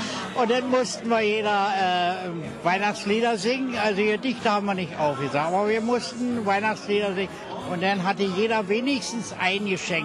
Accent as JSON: {"language": "German", "region": "Berlin", "country": "Germany", "tie": "born there", "said": "Ich bin ja in Berlin geboren, in Neukölln, Rixdorf."}